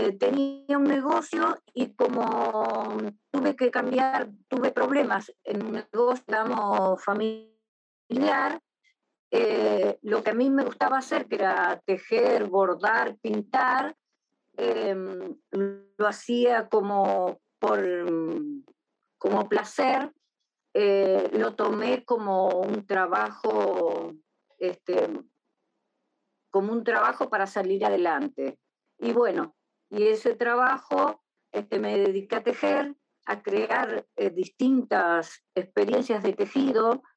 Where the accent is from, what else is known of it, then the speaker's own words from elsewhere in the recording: Paraná, Entre Ríos, Argentina; now in Buenos Aires, Argentina; vivo en Buenos Aires, soy de... Yo crecí en Paraná, pero bueno, pero he vivido en Buenos Aires, vivo ahora acá